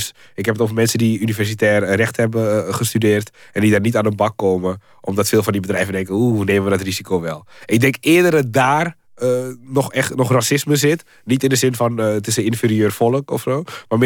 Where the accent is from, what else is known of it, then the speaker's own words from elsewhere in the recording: Suriname; Ik kom uit Suriname.